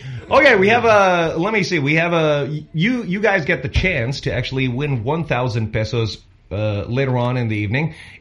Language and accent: English; Philippines; But because I am pure Filipino and I believe in the Filipino talent, I have decided to not use that female voice anymore.